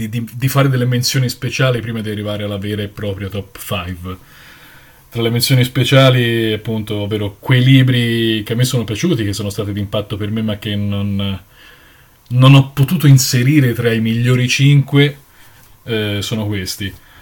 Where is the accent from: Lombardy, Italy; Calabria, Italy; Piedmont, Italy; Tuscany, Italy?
Tuscany, Italy; Florence; ho 32 anni e vengo da Firenze